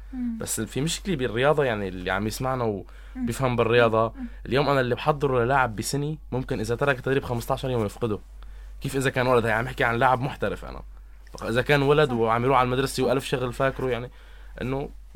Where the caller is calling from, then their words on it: Tartus, Tartus Governorate, Syria; هلا احنا كان معنا عالم من خارج محافظة طرطوس، بس نحن عم نحكي من طرطوس